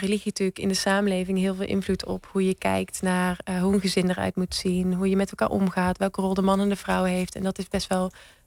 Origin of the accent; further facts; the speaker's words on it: North Brabant, Netherlands; Ik kom uit Brabant